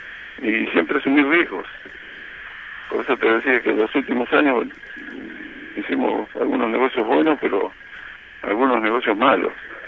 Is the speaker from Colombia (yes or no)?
no; Reynosa, Tamaulipas, Mexico; born there; nacimos de una familia humilde. Entonces, yo nací en Reynosa, en el Mineno Reynosa, mi viejo tenía una herrería